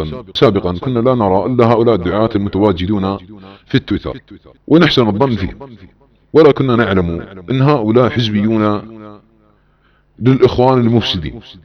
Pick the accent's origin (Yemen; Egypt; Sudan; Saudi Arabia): Saudi Arabia; بعض الاخوانجية عندما يرى بلادنا السعودية تتعاون مع تركيا عسكريا وامنيا